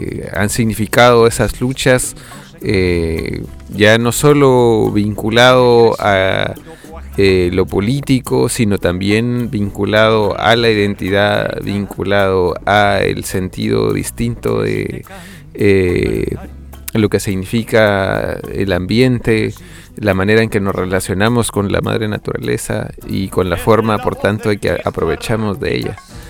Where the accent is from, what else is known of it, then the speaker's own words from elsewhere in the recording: Guatemala; now in Chile; yo como guatemalteco